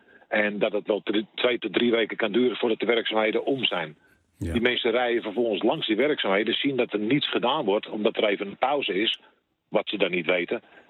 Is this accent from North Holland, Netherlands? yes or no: yes; Amsterdam, North Holland, Netherlands; Ik merk ook, ik kom uit Amsterdam, ik heb een vrij grote mond, hè, van nature al.